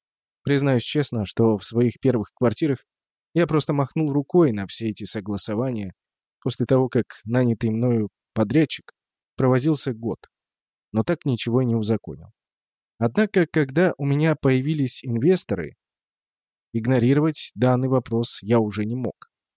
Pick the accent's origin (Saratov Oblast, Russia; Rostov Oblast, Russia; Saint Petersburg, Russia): Saint Petersburg, Russia; Я, питерский гордец, был уверен, что нет места красивее моего родного города.